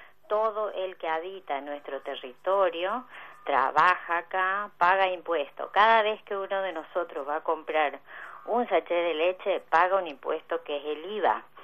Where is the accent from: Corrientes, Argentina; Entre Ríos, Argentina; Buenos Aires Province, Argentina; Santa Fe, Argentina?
Corrientes, Argentina; Sí, soy correntina, sí.